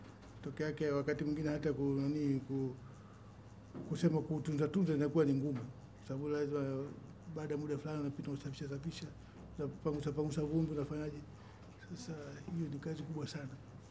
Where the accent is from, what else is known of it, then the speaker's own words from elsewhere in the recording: Masasi, Mtwara, Tanzania; Ni mzaliwa wa wilaya ya Masasi kwa ni Mtwara. Umri wangu kwa sasa ni miaka 59.